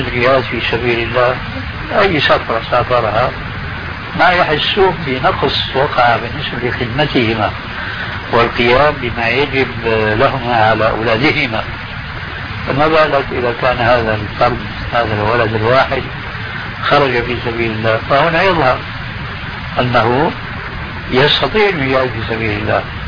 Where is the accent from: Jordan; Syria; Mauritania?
Syria